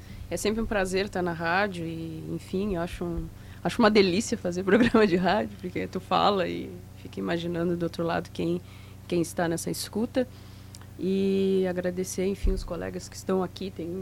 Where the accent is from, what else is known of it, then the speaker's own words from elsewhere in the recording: Jaguarão, Rio Grande do Sul, Brazil; Eu sou natural de Jaguarão.